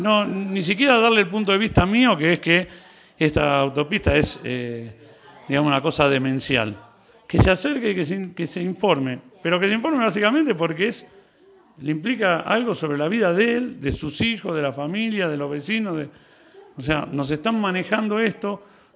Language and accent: Spanish; Valle Hermoso, Córdoba, Argentina; Yo soy de Valle